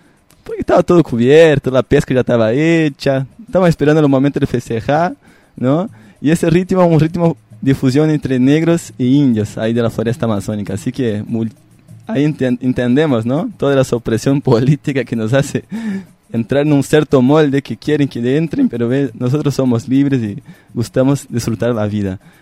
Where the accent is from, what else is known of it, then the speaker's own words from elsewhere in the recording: Brazil; Spanish is a second language; Yo mismo estoy descubriendo Brasil acá. Voy descubriendo, redescubriendo mi tierra porque es grande realmente